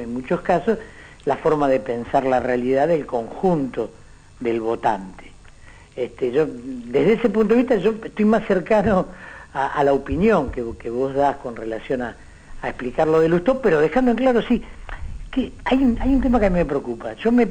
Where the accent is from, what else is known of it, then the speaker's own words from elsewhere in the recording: Florencio Varela, Buenos Aires Province, Argentina; born there; Nací en Florencio Varela y viví